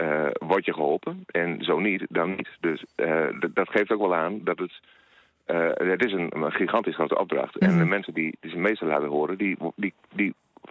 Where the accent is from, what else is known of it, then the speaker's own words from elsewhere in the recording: Overschild, Groningen, Netherlands; Het dorp waar ik opgegroeid ben, Overschild.